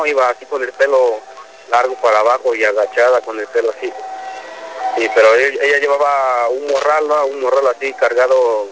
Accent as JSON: {"language": "Spanish", "town": "Rancho Viejo", "region": "Guanajuato", "country": "Mexico", "lives_now": "Austin, United States", "said": "Yo soy de Rancho Viejo, municipio de Guanajuato. Estoy aquí en Austin, Texas."}